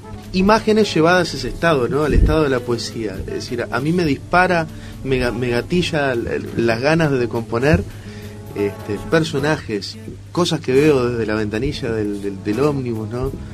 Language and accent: Spanish; Uruguay; Yo soy uruguayo